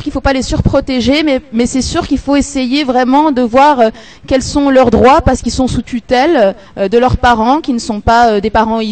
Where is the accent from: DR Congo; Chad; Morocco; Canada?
Morocco; moi je suis marocaine